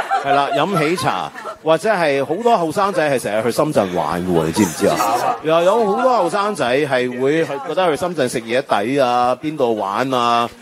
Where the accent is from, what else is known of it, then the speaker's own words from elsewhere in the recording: Taiwan; now in Hong Kong; 即係我呢一代香港人，我又比較特別啦，我喺台灣長大出世係咪，即係我喺台灣係跟住外省人嘅我外公外婆長大，我外公係嗰啲國民黨情報官員嚟嘅